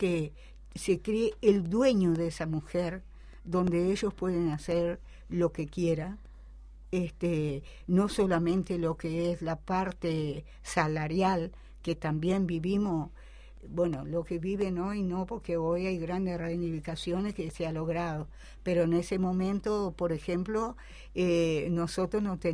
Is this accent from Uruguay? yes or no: yes; Salto, Uruguay; also born or lived in Tranqueras / Bella Unión; Nací en Tranqueras Rivera. Nos vinimos para Departamento Salto, donde mi padre fue cañero en el Espinillar, perteneciente al Estado. Más tarde yo me voy para Bella Unión, siendo muy jovencita, y a partir de ahí mi vida se desarrolla en Bella Unión, Departamento Artigas.